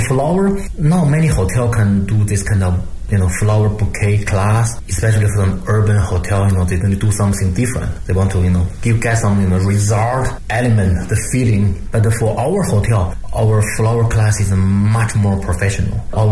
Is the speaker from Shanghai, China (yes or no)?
no; Beijing, China